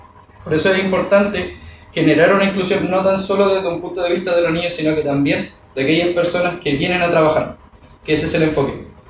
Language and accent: Spanish; Chile; sino que también hacia nosotros mismos como chilenos